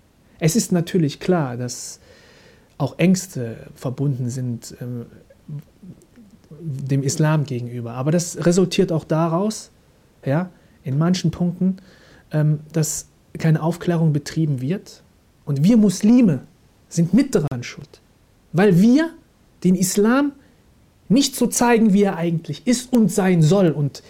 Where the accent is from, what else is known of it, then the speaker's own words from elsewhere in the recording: Germany; Masha'Allah, ich bin Deutscher, stehe auch dazu, alhamdulillah